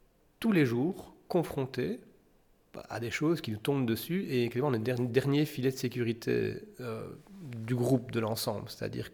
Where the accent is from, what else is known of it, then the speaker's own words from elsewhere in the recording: Lustin, Wallonia, Belgium; Moi, en particulier, je viens de Lustin. Lustin, c'est un village qui dort jamais, quoi